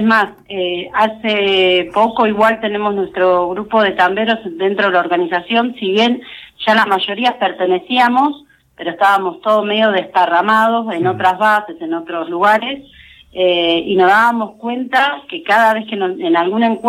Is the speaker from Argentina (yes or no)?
yes; San Vicente, Buenos Aires Province, Argentina; Yo soy de San Vicente